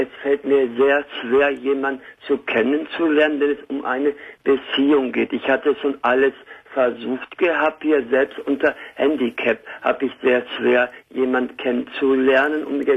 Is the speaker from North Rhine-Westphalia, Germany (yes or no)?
yes; Witten, North Rhine-Westphalia, Germany; Ich werde ambulant betreut von der Lebenshilfe in Witten, wo ich herkomme.